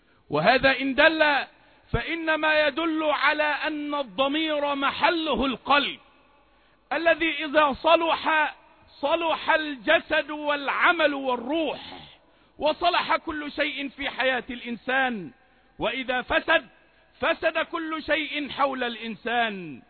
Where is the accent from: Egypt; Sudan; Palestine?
Egypt; وأن يجعل بلدنا مصر بلدا آمنا مطمئنا